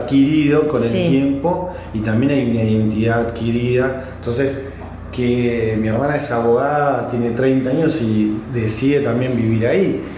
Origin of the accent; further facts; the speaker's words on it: Buenos Aires, Argentina; Y yo soy porteño, igual que … ¿entendés?